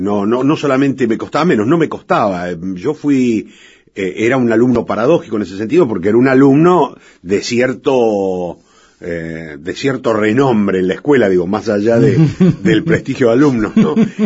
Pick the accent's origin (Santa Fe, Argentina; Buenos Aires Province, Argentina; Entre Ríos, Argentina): Buenos Aires Province, Argentina; San Martín; Nací en San Martín, provincia de Buenos Aires, en el Gran Buenos Aires.